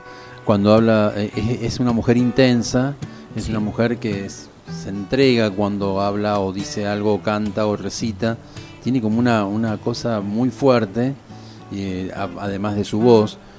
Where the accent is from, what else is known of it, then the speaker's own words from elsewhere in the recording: Rosario, Santa Fe, Argentina; empecé a componer letras de tango sobre Rosario, porque vengo de Rosario, y era como una cosa así, la nostalgia de Rosario, pero hecha tango.